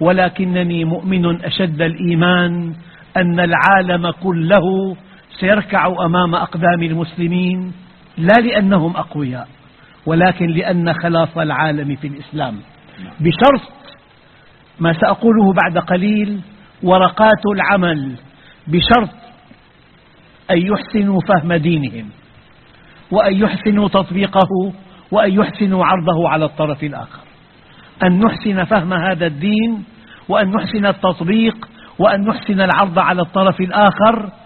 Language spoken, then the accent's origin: Arabic; Syria; عندنا في الشام